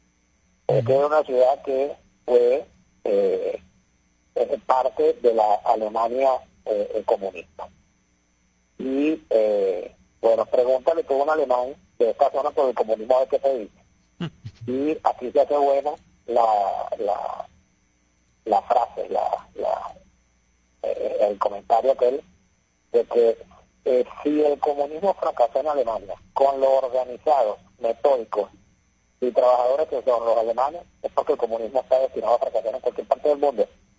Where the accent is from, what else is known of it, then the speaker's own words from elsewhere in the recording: Venezuela; moved away; Yo salí de Venezuela con el dólar a las 49.000 bolívares.